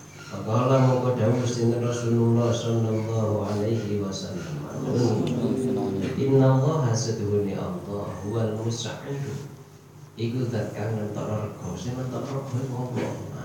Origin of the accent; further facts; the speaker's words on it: Jember, East Java, Indonesia; Ini kalau daerah saya di Jember itu daerah tembakau.